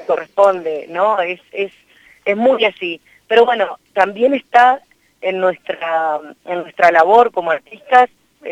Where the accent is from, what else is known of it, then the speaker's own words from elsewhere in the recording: Santa Rosa, La Pampa, Argentina; Yo me formé en Buenos Aires, o sea, primero estudié acá en Bellas Artes, yo soy de Santa Rosa.